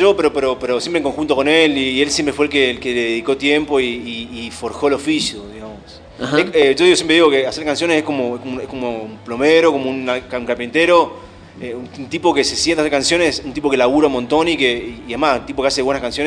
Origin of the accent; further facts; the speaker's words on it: Goya, Corrientes, Argentina; nosotros somos de Goya Corrientes.